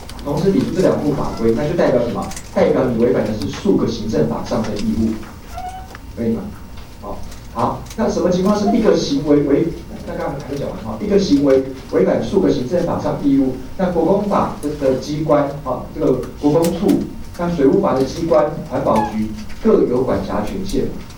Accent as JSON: {"language": "Chinese", "country": "Taiwan", "tie": "born or raised there", "said": "不是，我回台湾啊，我从小在台湾长大"}